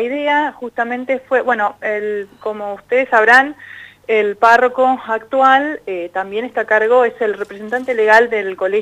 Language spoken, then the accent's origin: Spanish; Alvear, La Pampa, Argentina; now in Santa Rosa, Argentina; Sí, soy de Alvear, pero vivo acá en Santa Rosa.